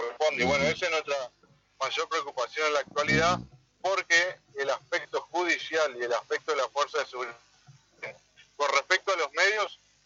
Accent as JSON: {"language": "Spanish", "country": "Argentina", "said": "como cualquier argentino, estamos a favor de la cultura del trabajo"}